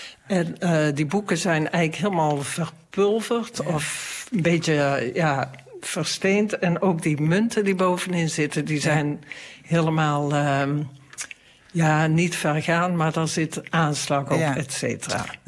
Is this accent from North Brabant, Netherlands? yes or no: yes; Tilburg, North Brabant, Netherlands; Daar zijn we als Tilburgers erg trots op.